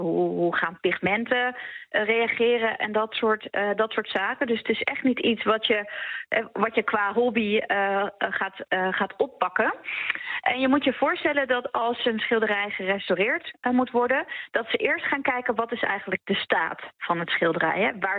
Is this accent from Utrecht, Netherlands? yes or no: yes; Utrecht, Netherlands; Ik kom zelf ook uit Utrecht